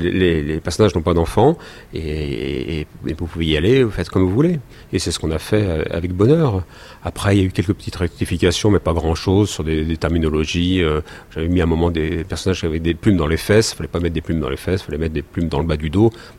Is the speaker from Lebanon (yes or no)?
no; France; en tant que bon français